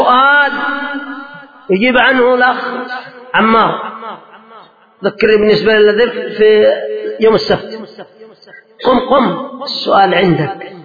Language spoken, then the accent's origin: Arabic; Yemen; وانظروا مثلا ما هو حاصل عندنا في اليمن في بعض الأماكن